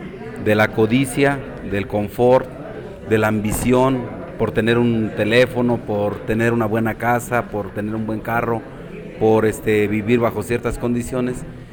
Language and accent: Spanish; Mexico; que como ciudadanos mexicanos tenemos nuestra obligación de atender para nuestras jóvenes generaciones